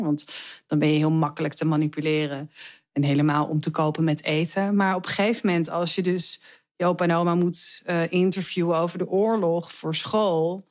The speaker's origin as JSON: {"language": "Dutch", "town": "Heemskerk", "region": "North Holland", "country": "Netherlands", "tie": "born or raised there", "said": "Ik groeide op in Heemskerk."}